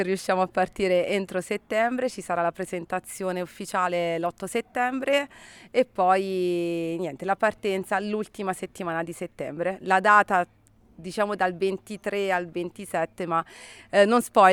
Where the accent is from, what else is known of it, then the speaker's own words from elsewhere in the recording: Sulmona, Abruzzo, Italy; nata e cresciuta a Sulmona e appassionata di ciclismo veramente a tutto tondo